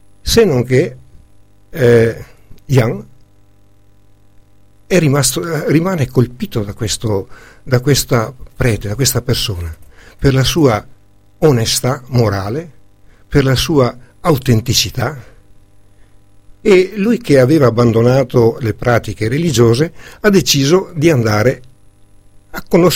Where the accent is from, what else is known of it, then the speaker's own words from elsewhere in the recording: Veneto, Italy; perché io come veneto